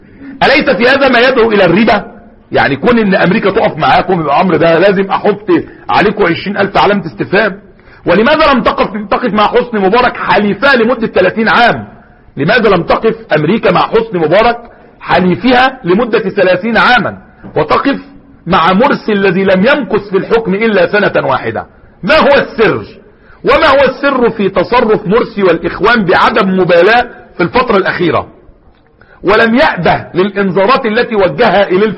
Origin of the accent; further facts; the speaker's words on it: Egypt; ونجيب الفلسطينيين عندنا في سيناء